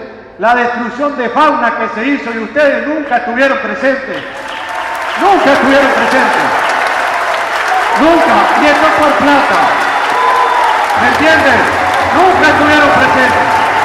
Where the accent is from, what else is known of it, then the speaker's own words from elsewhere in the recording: Colonia, Uruguay; now in Canelones, Uruguay; Ya hace un tiempo me hicieron ciudadano de Canelones y estoy agradecido de estar acá porque vengo del litoral, de la zona de Colonia